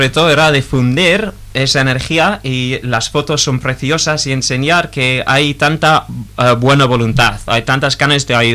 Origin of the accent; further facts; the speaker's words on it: England, United Kingdom; Spanish is a second language; Yo siendo inglés, pues en euskera, que también es un poco diferente